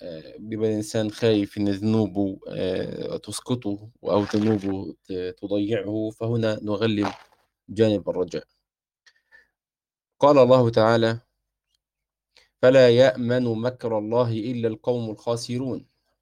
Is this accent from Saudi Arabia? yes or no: no; Egypt; فيما نسميه عندنا في مصر الشبشب